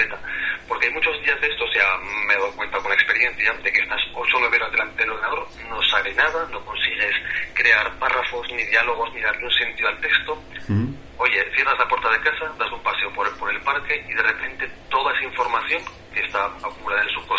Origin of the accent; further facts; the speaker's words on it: La Roca, Aragon, Spain; me voy a mi pueblo, a La Roca, que está en la provincia de Zaragoza, es un pueblo muy bonito.